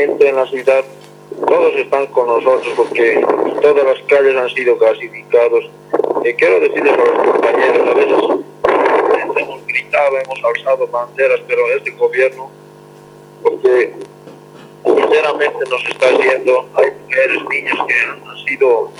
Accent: La Paz, Bolivia; Nosotros también somos bolivianos

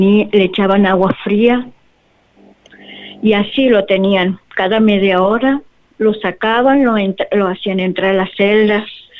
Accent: Santiago del Estero, Argentina; soy de Santiago del Estero, capital.

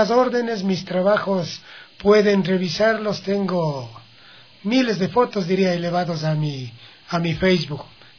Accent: Checa, Pichincha, Ecuador; born there; Checa es mi terruño, en donde yo nací.

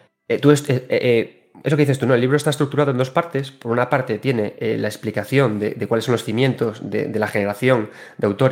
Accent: Galicia, Spain; como gallego, nosotros en Galicia tenemos una literatura propia

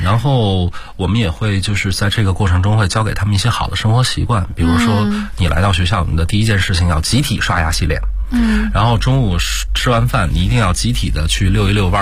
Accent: China; 那作为我们中国人本身我觉得也应该是有这种社会责任感

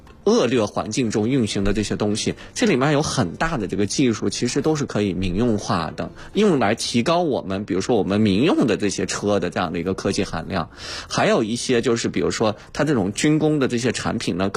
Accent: Baotou, Inner Mongolia, China; 我家乡呢，我是来自内蒙古包头市的，我是家乡的是工业重镇

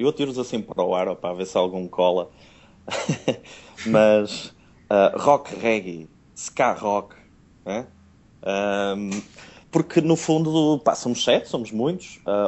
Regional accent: Porto, Portugal; accent: Porto; tenho o sotaque do Porto, não é?

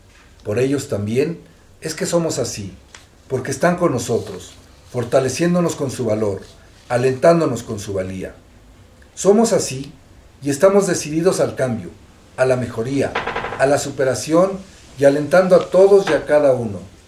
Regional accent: Xochimilco, Mexico City, Mexico; Porque somos de Xochimilco, porque vivimos aquí, porque vivimos y convivimos con ellos

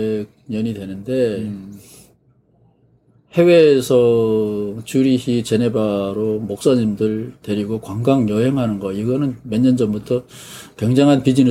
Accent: East Coast, South Korea; 제가 어렸을 때 동해안에서 살았기 때문에 무당 문화에 친숙해요.

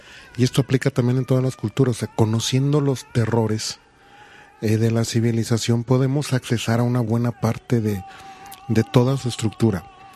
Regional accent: Mexico; esa parte maravillosa que tenemos como mexicanos

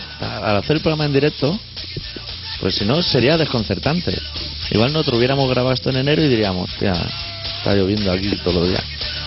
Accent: Catalonia, Spain; Así como los catalanes tendemos a reducir.

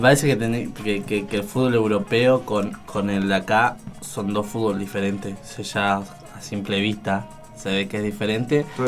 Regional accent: Argentina; Pues somos, viste, al argentino ya le gusta hablar de fútbol.

